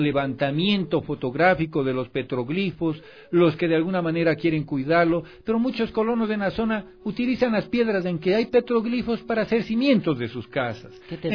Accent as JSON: {"language": "Spanish", "country": "Ecuador", "said": "de todo el Ecuador y de todos nosotros como ciudadanos ecuatorianos"}